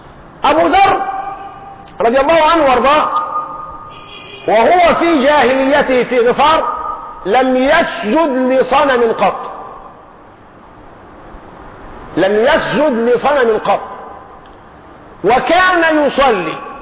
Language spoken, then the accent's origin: Arabic; Egypt; لكن احنا كشعب مصري جعلنا الصرمة أكرمكم الله بسموها البرطوشة القديمة